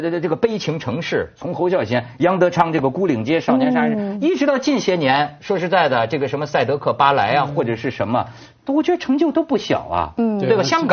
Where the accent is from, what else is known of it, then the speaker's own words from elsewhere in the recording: China; 我作为大陆人我可以这么讲